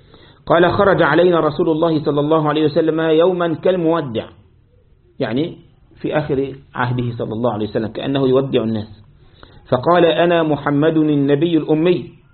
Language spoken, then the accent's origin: Arabic; Egypt; زي ما احنا بعض الأشرب عندنا في مصر وفي الشام يسموها بوظة.